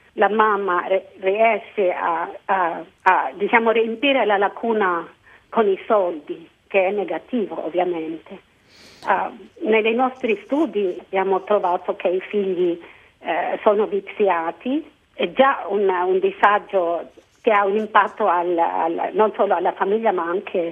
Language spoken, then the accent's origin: Italian; Philippines; Italian is a second language; now in Italy; ho scoperto che, oddio, non eravamo solo noi in Filippine ad usare questa. E mi fa proprio ricordare il mio paese.